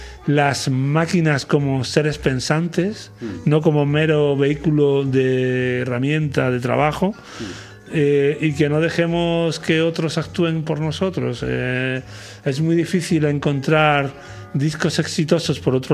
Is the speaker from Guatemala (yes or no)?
no; Lucena, Andalusia, Spain; Yo que soy de Lucena, que nací en un pueblo